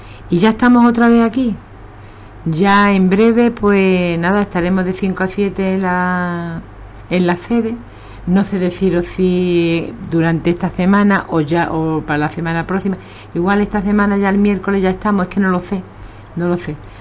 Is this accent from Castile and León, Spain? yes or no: no; Ubrique, Andalusia, Spain; nosotros somos de Ubrique y para Ubrique, nada más